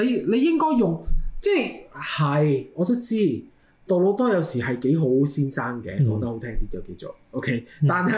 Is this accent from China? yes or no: no; Canada; 我哋加拿大人好有禮啊，做咗少少嘢，我哋都成日同人講 sorry